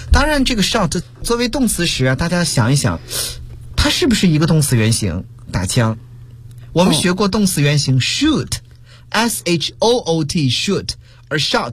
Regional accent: China; 一说到看楼的人，我们中国人就会想到看大门的人

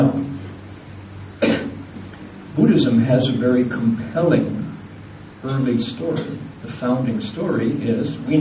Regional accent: Toledo, Ohio, United States; because I'm an American, born and bred, Toledo, Ohio, is where I grew up, and I first met Chinese in high school. My high school in Toledo was one of the three high schools that offered Mandarin Chinese as an elective.

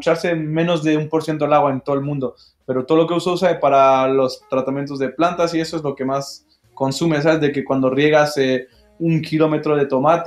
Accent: Mâcon, Bourgogne-Franche-Comté, France; que nació en Macón, en mi pueblo natal

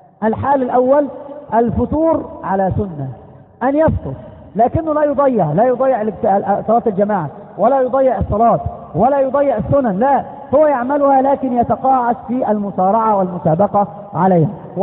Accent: Egypt; كما قالوا عندنا في مصر مثل يقارب هذا المعنى

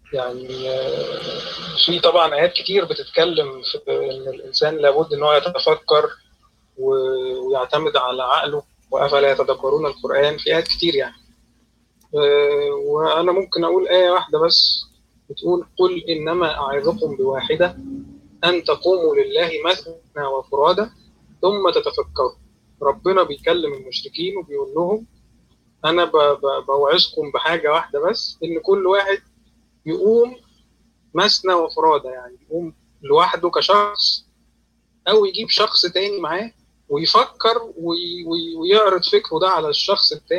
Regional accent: Alexandria, Alexandria Governorate, Egypt; أنا اسكندراني يا جماعة

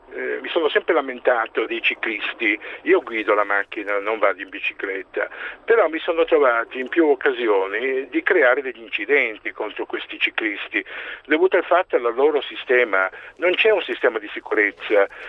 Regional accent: United States; Io vengo dagli Stati Uniti

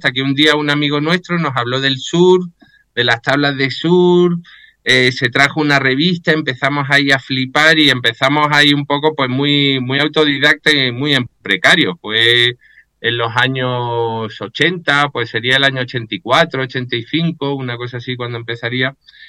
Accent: Málaga, Andalusia, Spain; Bueno, pues yo soy malagueño, allí empezábamos a chorrear olas

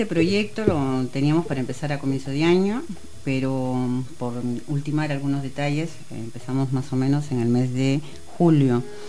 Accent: Chiclayo, Lambayeque, Peru; Yo soy del norte, de Chiclayo, del lado del Pacífico.

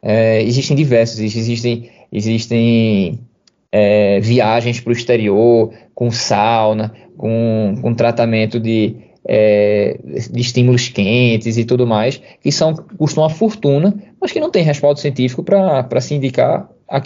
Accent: Recife, Pernambuco, Brazil; de Recife, de Pernambuco, de Olinda, é enorme da minha família. E estar participando, ajudando a minha terra, para mim é importante.

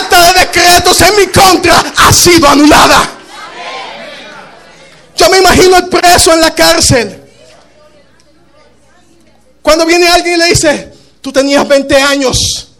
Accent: Dominican Republic; Tuve mucho tiempo diciendo, no, soy dominicano.

